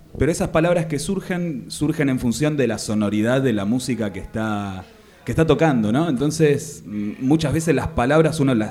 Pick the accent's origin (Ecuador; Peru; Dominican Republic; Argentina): Argentina; Buenos Aires; Soy de Buenos Aires. Soy músico, soy escritor.